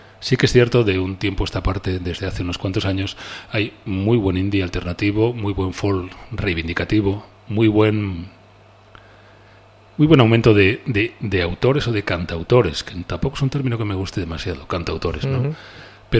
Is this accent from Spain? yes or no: yes; Oviedo, Asturias, Spain; Adoro Gijón, vengo de Oviedo. Mi sangre es de la cuenca, hay que reconocerlo, bueno, la mitad, mira, de mi sangre es de la cuenca.